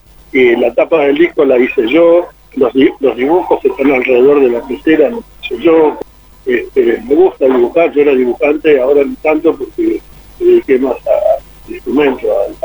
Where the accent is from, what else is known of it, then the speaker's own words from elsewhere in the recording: Río Cuarto, Córdoba, Argentina; born there; Yo soy nacido en Río Cuarto.